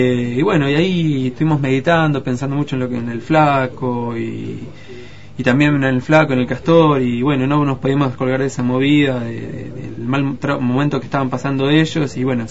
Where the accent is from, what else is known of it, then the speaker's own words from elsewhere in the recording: Chubut, Argentina; porque soy de Chubut